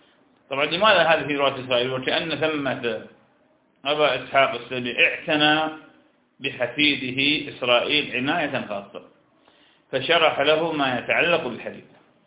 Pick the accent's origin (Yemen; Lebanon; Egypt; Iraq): Iraq; أنا عراقي وأنت شام